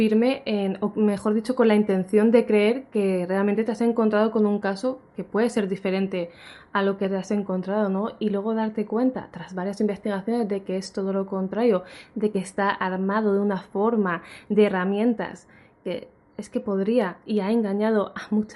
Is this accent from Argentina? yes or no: no; Alicante, Valencian Community, Spain; seguía haciendo aquí en Alicante, en mi tierra, conferencias